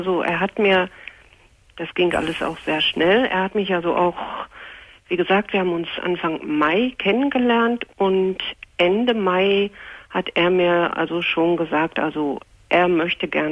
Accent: North Rhine-Westphalia, Germany; Ich komme also hier aus dem Ruhrgebiet.

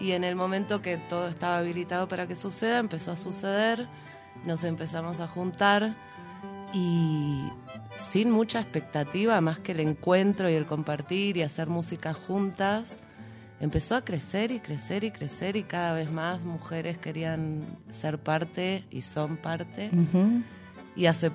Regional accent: Buenos Aires, Argentina; yo soy de Buenos Aires originalmente, vivo acá en el Valle hace unos 7 años, uh-huh, más o menos.

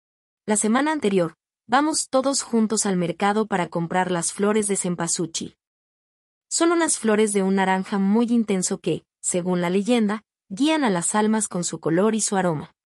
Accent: Mexico; En mi país, México, celebramos el Día de los Muertos

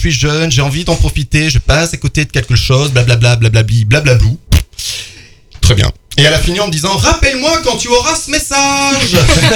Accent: Auvergne-Rhône-Alpes, France; Je suis auvergnat.

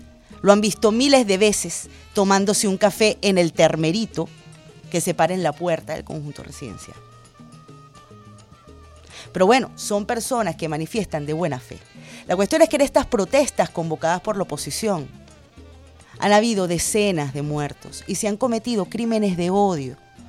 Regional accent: Venezuela; voy a hablar como ciudadana venezolana.

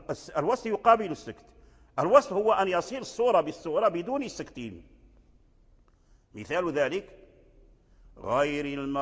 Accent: Morocco; الذي جرى عليه العمل عندنا في المغرب وفي فاس

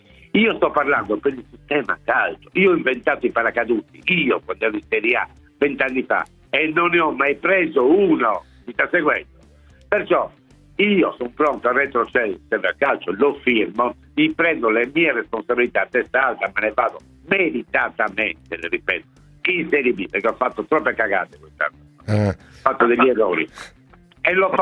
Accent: Sardinia, Italy; Io sono sardo, non posso essere leghista, giusto?

